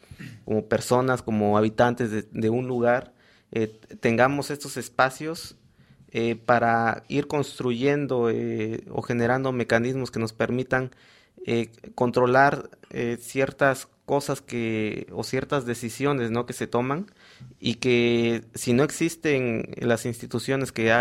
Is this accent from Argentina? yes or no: no; Mexico; se les ocurrió preguntarnos a nosotros como mexicanos que si nos parecía que había democracia